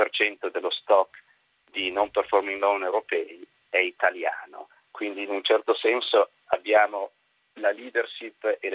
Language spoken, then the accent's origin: Italian; Milan, Lombardy, Italy; Sono un ognomo di Zurigo, ma soprattutto sono un milanese doc